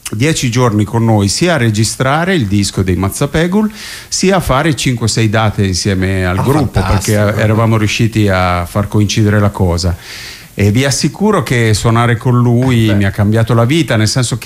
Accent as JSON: {"language": "Italian", "region": "Emilia-Romagna", "country": "Italy", "said": "Che non li capivo nemmeno io, che sono romagnolo"}